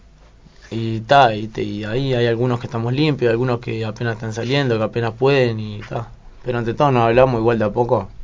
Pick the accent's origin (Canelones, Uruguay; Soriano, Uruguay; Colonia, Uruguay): Canelones, Uruguay; Las Piedras; born there; Yo nací en Las Piedras, Canelones.